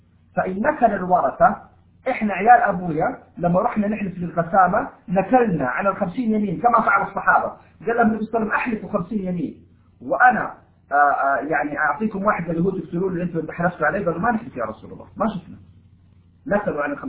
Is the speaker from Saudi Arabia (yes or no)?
yes; Taif, Makkah Province, Saudi Arabia; now in Jeddah, Saudi Arabia; لأنه أنا من أهل الطائف وشغال في جدة،